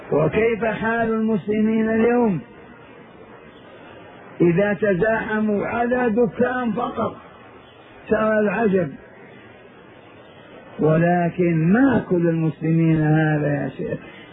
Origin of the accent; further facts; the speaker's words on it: Hejaz, Saudi Arabia; قبيلة حرب عندنا في الحجاز